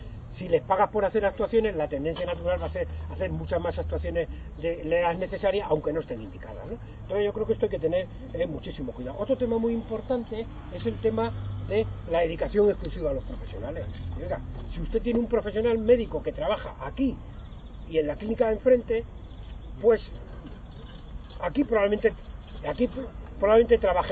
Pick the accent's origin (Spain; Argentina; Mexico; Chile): Spain; Extremadura; born there; No soy extremeño, nací en un pueblo de Extremadura